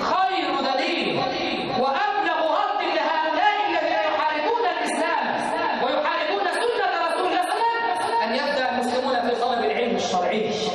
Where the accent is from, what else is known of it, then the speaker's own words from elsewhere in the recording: Egypt; اللهم اجعل بلدنا مصر وبلاد المسلمين سخاء رخاء